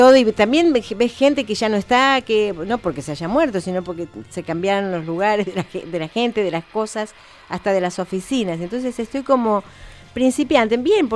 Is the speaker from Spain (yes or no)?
no; Bahía Blanca, Buenos Aires Province, Argentina; born there; yo nací en Bahía